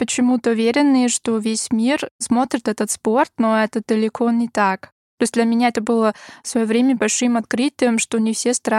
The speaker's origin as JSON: {"language": "Russian", "town": "Graz", "region": "Styria", "country": "Austria", "said": "я из Граца, ну, этот город, это второй по величине в Австрии."}